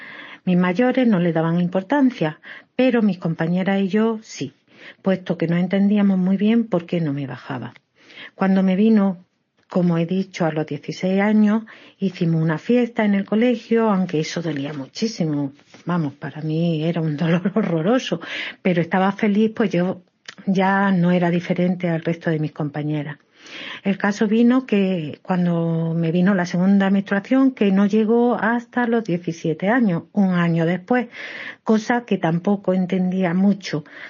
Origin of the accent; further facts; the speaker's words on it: Granada, Andalusia, Spain; de Granada, tengo 60 años y mi historia se remonta a los años 70 y 80